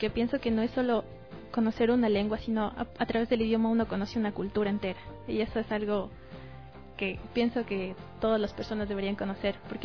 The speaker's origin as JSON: {"language": "Spanish", "town": "Tulcán", "region": "Carchi", "country": "Ecuador", "said": "Es que yo no soy de aquí, yo soy de Tulcán."}